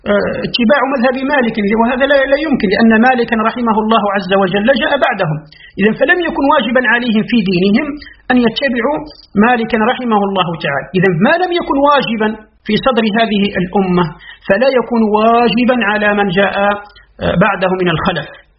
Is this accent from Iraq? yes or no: no; Algeria; كحال بلدنا الجزائر مثلا